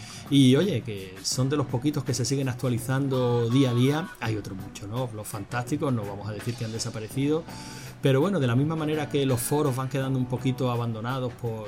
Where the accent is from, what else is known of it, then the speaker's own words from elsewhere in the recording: Andalusia, Spain; tú sabes que soy andaluz, Cal, y las S y las C y las Z no son precisamente.